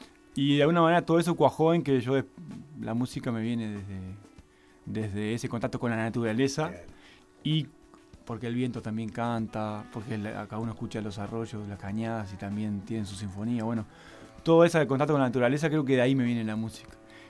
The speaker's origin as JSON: {"language": "Spanish", "country": "Uruguay", "said": "vengo de Uruguay y no conocía Tras la Sierra"}